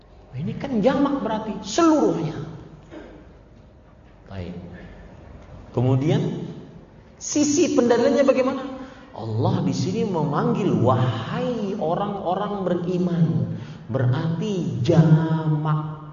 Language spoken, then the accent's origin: Indonesian; Banjarmasin, South Kalimantan, Indonesia; sebagaimana yang ada di kota saya di Banjarmasin